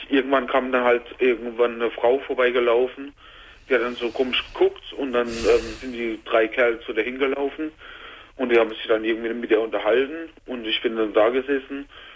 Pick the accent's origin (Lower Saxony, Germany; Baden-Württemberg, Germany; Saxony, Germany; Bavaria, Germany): Baden-Württemberg, Germany; Karlsruhe; Und ich komme aus Karlsruhe eigentlich vorher und so, da habe ich sowas gibt es da eigentlich überhaupt nicht.